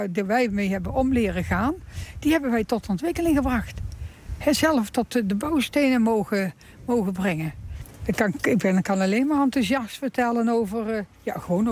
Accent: Rijsbergen, North Brabant, Netherlands; born there; Ik ben geboren in Rijsbergen.

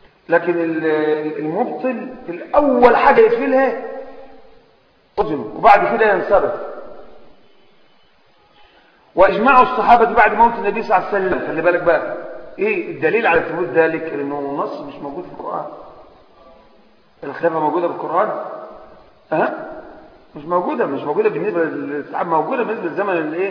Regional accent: Egypt; طبعا احنا من مصر

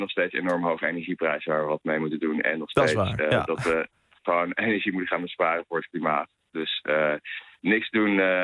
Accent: Netherlands; Maar wij als Nederlanders zelf... ook al bij de huidige gasprijzen zijn er enorm bij gebaat

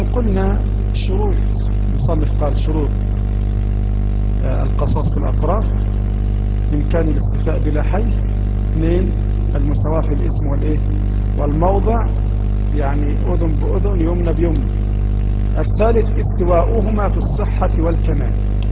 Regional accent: Egypt; يفيدنا كمصريين في دراسة هذا الكتاب

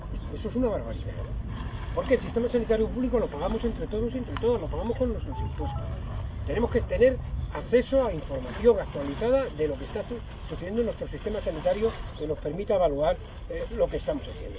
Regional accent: Extremadura, Spain; born there; No soy extremeño, nací en un pueblo de Extremadura

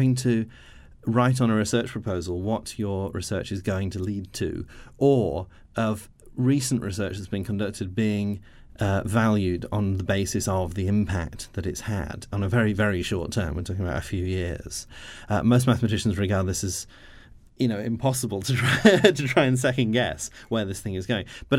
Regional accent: Nottingham, East Midlands, United Kingdom; I'm from Nottingham

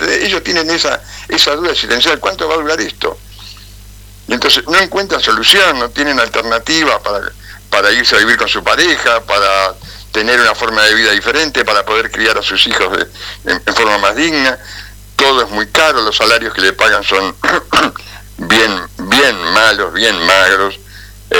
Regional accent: Montevideo, Uruguay; moved away as an adult; also born or lived in Canelones; yo soy montevideano, ¿no? En realidad nací en Montevideo, después viví en Canelones, pero estuve siempre, hasta que me vine acá cuando tenía 28 años, mi mundo era Montevideo.

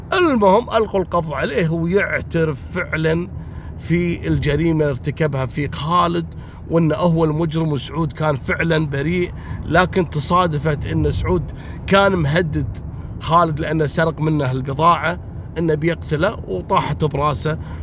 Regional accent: Kuwait; مثل البنت السورية عندنا في الكويت اللي اقتلت زوجها

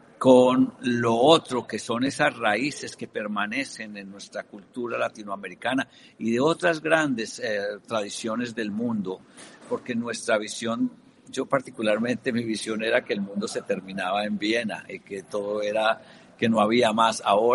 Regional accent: Colombia; also born or lived in Europe; Pienso que como latinoamericano, yo soy colombiano, he vivido en Europa muchos años, pero las raíces permanecen.

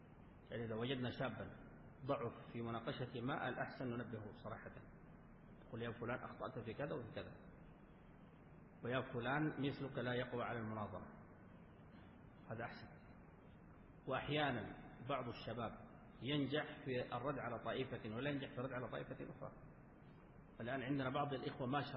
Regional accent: Sudan; حصل مواقف عندنا في السودان

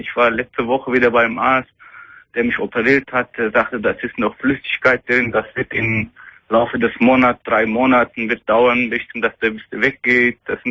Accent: Turkey; German is a second language; now in Germany; Ja, ich komme aus Türkei.

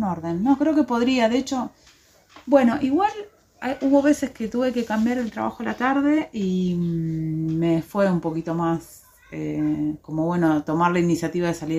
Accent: San Antonio de Areco, Buenos Aires Province, Argentina; now in Ciudad Parque, Argentina; Vengo de un pueblito de Buenos Aires, San Antonio de Areco.

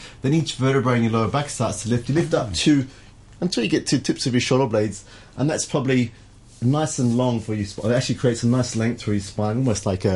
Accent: Sydney, New South Wales, Australia; there is actually a shop in Australia now, in Sydney, in my hometown

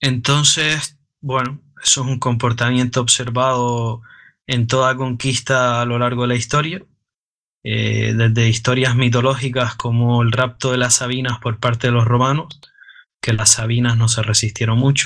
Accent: Canary Islands, Spain; como se dice en Canarias, en mi tierra

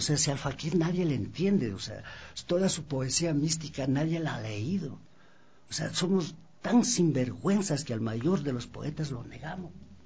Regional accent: Ecuador; es parte de nuestra identidad como andinos y como ecuatorianos

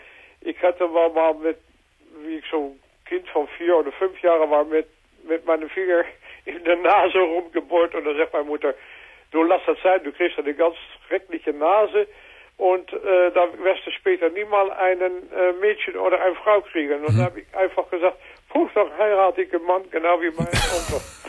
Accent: Netherlands; moved away as an adult; now in Krefeld, Germany; von Holland auch zu ihm nach Krefeld gezogen.

